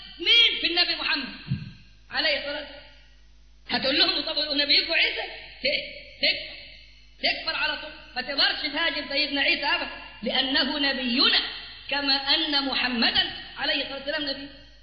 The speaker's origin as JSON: {"language": "Arabic", "town": "Cairo", "region": "Cairo Governorate", "country": "Egypt", "said": "وشوية عندنا في القاهرة قاعدين برفضه"}